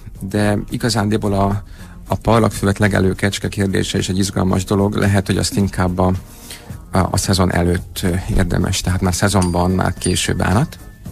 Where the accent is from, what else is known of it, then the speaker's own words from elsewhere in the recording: Budapest, Hungary; Budapesten a Havanna lakótelepen nőttem fel.